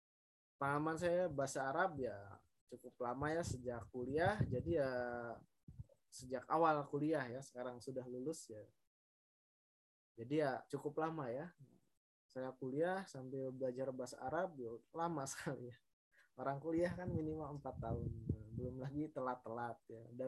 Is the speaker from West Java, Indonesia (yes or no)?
yes; Bogor, West Java, Indonesia; now in Yogyakarta, Indonesia; asal saya dari Bogor tapi sekarang sedang domisili di Yogyakarta ya, ada suatu keperluan saya jadi tinggal di Yogyakarta sementara ya.